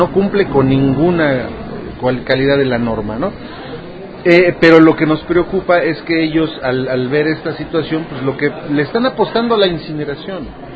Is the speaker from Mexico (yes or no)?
yes; Tecamac, State of Mexico, Mexico; vengo del municipio de Tecama, Estado de México